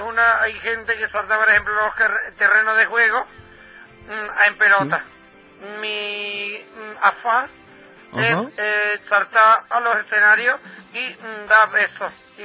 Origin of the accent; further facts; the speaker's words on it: Brazil; Spanish is a second language; Soy la primera brasileña.